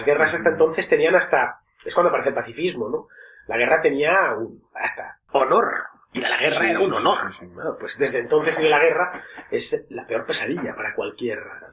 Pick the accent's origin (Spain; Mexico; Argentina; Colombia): Spain; aunque no queramos serlo, somos españoles, y no hay más, y no pasa nada por serlo.